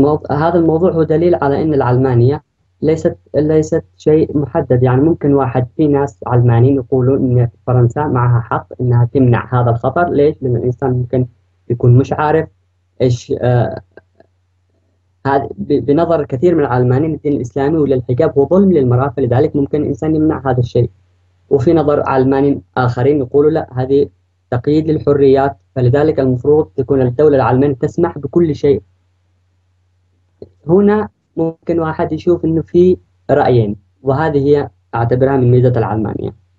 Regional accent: Yemen; now in Germany; من المانيا، يعني عايش بالمانيا ومن اليمن.

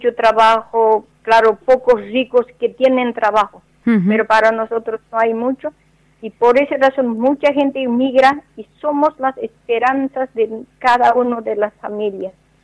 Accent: Bolivia; muchos hombres que salen de mi país, por ejemplo, yo soy boliviana

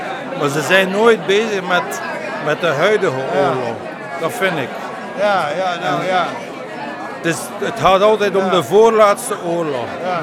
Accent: Flanders, Belgium; Dus ik kom uit West-Vlaanderen en ik ben van plan van die tentoonstelling te organiseren ergens in West-Vlaanderen

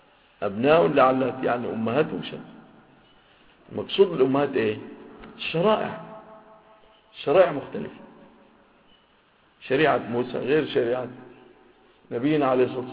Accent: Egypt; ووجد في بلادنا مصر

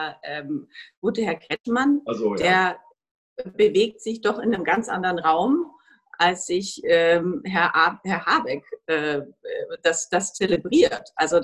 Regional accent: Bavaria, Germany; gerade mein Heimatland wehrt sich ja strikt dagegen, aber eigentlich nur, weil sie befürchten, also Bayern

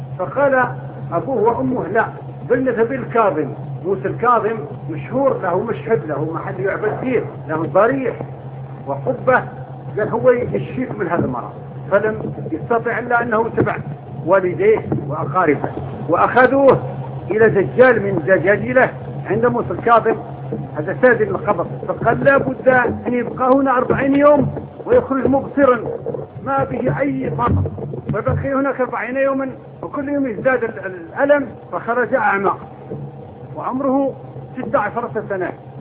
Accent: Morocco; born there; also born or lived in the East; أنا ولدت في المغرب لكن طول عمرنا في الشرق، ذهبت وأنا ابن 18 سنة

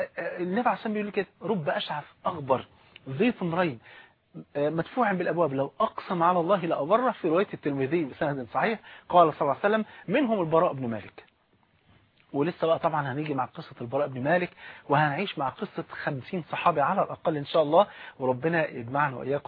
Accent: Egypt; المثل البارد اللي عندنا في مصر

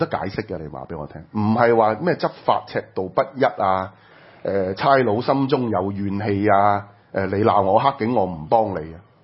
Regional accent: Hong Kong; 你諗下我哋香港人將來係會面對一個乜嘢嘅管治手段？

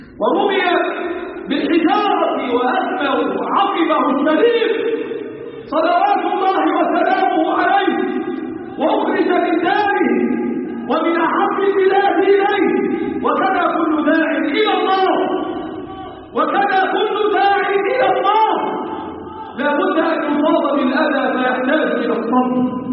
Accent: Egypt; اللهم احفظ بلادنا مصر وسائر بلاد

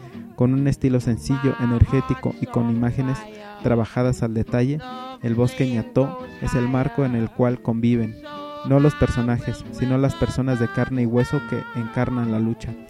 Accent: Canary Islands, Spain; yo vengo de las Islas Canarias, España.

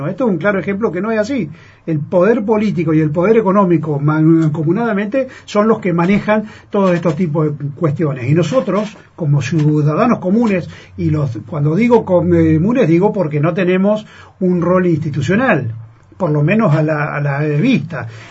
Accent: Buenos Aires Province, Argentina; Por ejemplo, que es de donde yo vengo. Uh-huh. Yo vivo en provincia de Buenos Aires, que a 500 kilómetros de Capital Federal, casi en el límite con La Pampa.

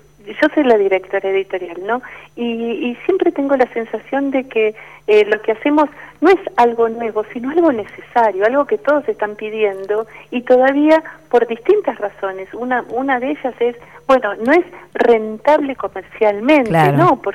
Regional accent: Argentina; Es un campo donde uno cruza su mirada como argentino con el modo en que nos miran a nosotros desde afuera

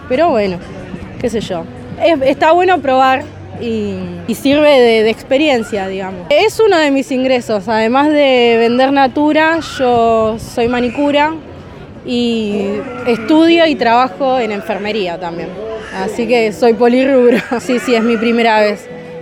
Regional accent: Cañuelas, Buenos Aires Province, Argentina; Yo soy de Cañuelas y era del barrio hipotecario, pero ahora estoy viviendo cerca del centro.

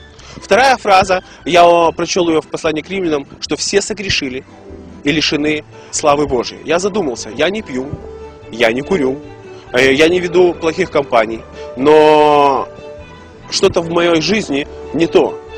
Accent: Odesa, Odesa Oblast, Ukraine; born there; Я родился в Одессе в светской еврейской семье. Мои родители не исповедовали иудаизм. Они были просто жили в Советском Союзе.

